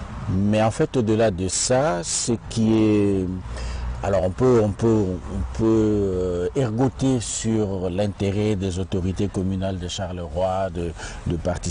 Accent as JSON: {"language": "French", "country": "DR Congo", "said": "alors que chez nous, au Congo, par exemple au Congo-Kinshasa, on ne commémore pas ceux qui ont fait l'histoire."}